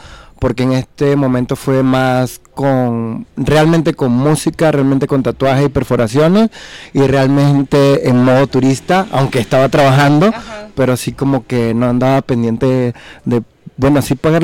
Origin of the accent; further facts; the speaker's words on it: Venezuela; now in Mexico; Ah, no, pues es que soy de Venezuela. Ah, eres de Venezuela, bienvenido. Y yo, ya llevo 6 años aquí, señor.